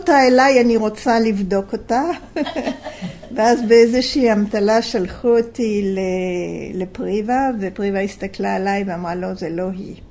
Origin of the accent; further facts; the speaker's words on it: France; Hebrew is a second language; now in Israel; אני באתי לקיבוץ ב-1960 מצרפת, כמו ששומעים.